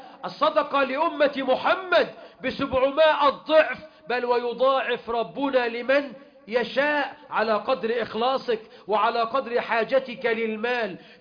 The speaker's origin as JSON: {"language": "Arabic", "country": "Egypt", "said": "اللهم اجعل بلدنا مصر أمنا أمانا"}